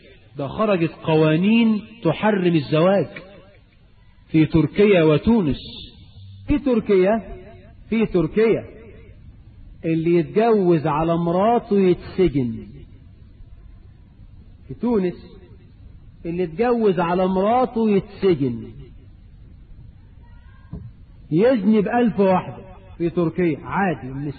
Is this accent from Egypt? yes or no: yes; Egypt; وانا قرأت في احدى الجرائد عندنا في مصر خبر كده